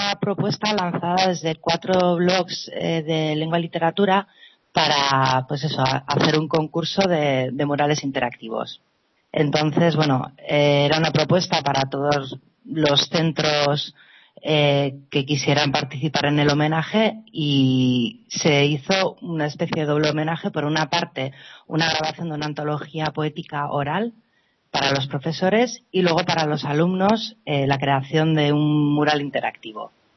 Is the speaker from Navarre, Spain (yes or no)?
yes; Pamplona, Navarre, Spain; yo soy profesora, yo soy de Pamplona, pero soy profesora en un instituto de Sangüesa, pertenece también a Navarra.